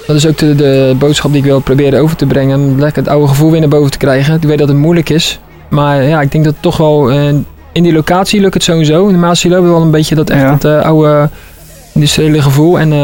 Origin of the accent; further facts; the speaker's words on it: Rotterdam, South Holland, Netherlands; Ik ben in Bloemhof geboren en ik ben in Vreewijk opgeroeid eigenlijk.